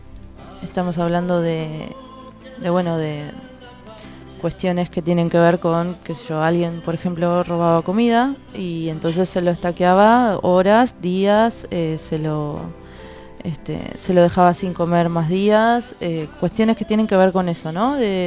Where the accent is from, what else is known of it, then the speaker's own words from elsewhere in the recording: Argentina; como nación, como Argentina que somos, de defender los recursos naturales para todos aquellos que lo necesiten